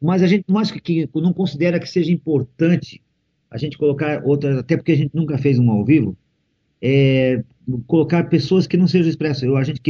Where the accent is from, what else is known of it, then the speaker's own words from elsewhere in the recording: Curitibanos, Santa Catarina, Brazil; Sou de Curitibanos